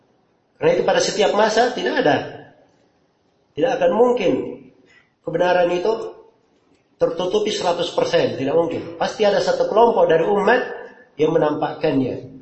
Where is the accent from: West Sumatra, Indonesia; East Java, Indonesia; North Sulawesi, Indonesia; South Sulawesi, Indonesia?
South Sulawesi, Indonesia; Makassar; Kalau kita orang Makassar di sini dibilang Al-Makassari